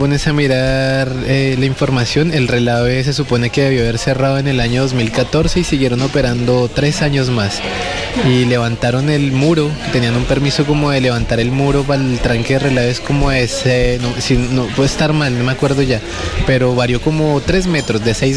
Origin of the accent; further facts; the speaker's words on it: Colombia; now in Coyhaique, Chile; como migrante y como colombiano reconozco pasan en mi país